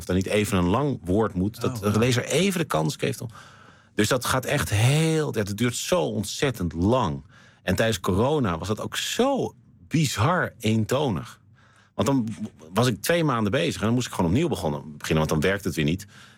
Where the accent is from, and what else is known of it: Amsterdam, North Holland, Netherlands; born there